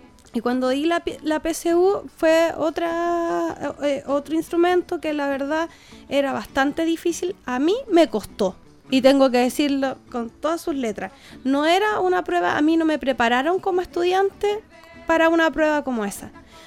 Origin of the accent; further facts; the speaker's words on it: Chile; nosotros como chilenos generalmente tomamos las cosas de todos lados